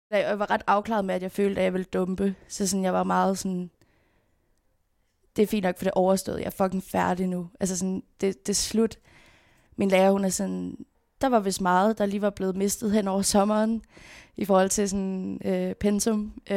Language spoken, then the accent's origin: Danish; Frederiksberg, Capital Region, Denmark; born there; Jeg blev født på Frederiksberg Hospital. Mine forældre boede i en lille lejlighed på Vesterbro